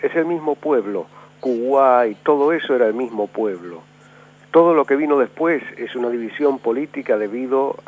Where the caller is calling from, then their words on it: Barracas, Buenos Aires Province, Argentina; de Barracas.